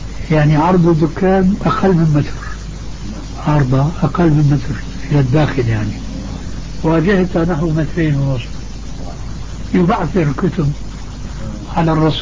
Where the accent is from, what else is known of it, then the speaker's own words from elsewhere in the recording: Syria; يقولون عندنا في الشام.